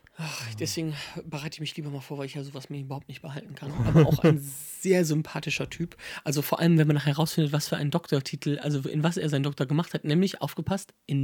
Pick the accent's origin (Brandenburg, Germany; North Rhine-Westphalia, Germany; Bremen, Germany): North Rhine-Westphalia, Germany; Wipperfürth; meine Heimatstadt Wipper führt, da ist ja wirklich, da gibt es keine Bahnstrecke mehr